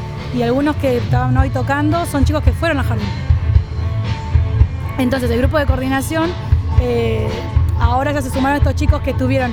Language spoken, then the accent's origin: Spanish; Villa Hidalgo, Buenos Aires, Argentina; soy de Villa Hidalgo, de la Asociación de Mujeres La Colmena